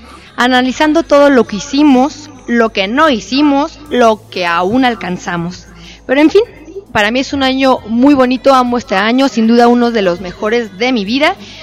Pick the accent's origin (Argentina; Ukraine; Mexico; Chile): Mexico; Por volver a adquirir nuestra identidad como mexicanos.